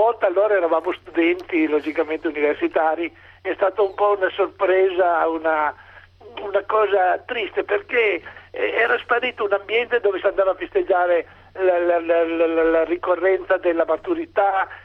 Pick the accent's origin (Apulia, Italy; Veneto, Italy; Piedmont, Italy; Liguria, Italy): Piedmont, Italy; Turin; io sono di Torino